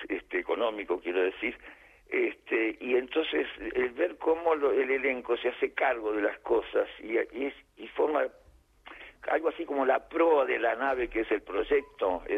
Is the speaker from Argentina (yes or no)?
no; Uruguay; En el Solís de Montevideo, yo soy uruguayo.